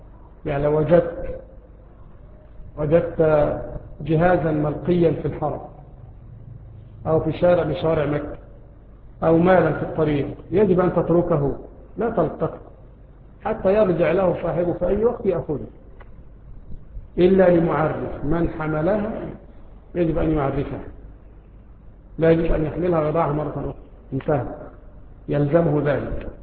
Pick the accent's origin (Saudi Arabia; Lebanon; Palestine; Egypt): Egypt; له رائحة طيبة مثل رائحة النعناع عندنا في مصر، وهو يشبه الرعراع عندنا في مصر